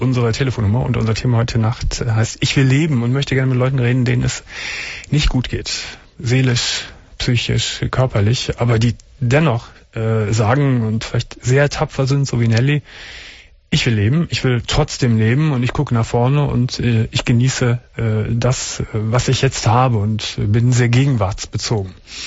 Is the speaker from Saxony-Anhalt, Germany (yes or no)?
no; Cologne, North Rhine-Westphalia, Germany; Ja, ich komme aus Köln.